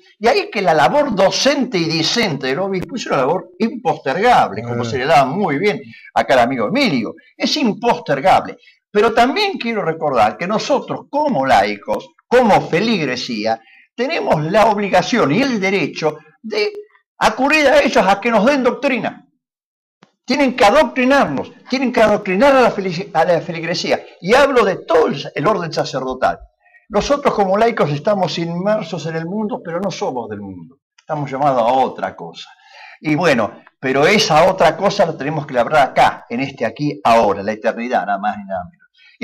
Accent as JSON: {"language": "Spanish", "country": "Argentina", "said": "como padres de familia, como argentinos, contra la cultura de la muerte."}